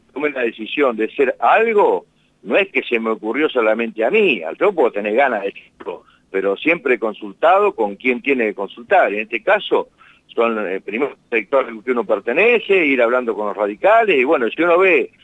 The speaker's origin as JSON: {"language": "Spanish", "town": "Colonia Barón", "region": "La Pampa", "country": "Argentina", "tie": "born or raised there", "said": "En Colonia Barón, que es mi pueblo de origen"}